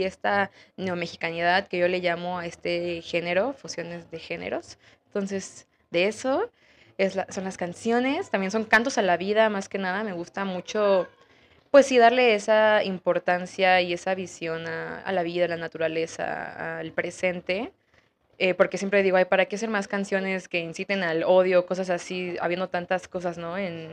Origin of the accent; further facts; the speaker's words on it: Mexico City, Mexico; crecí en la Ciudad de México, entonces soy una mezcla de muchas cosas y eso también se ve en mi música.